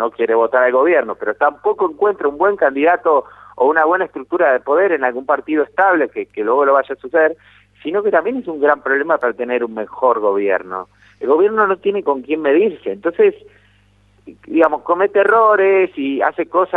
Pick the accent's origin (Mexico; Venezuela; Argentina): Venezuela; porque yo me crié en Venezuela, conozco bien el país, sé de dónde viene, sé lo que era antes también.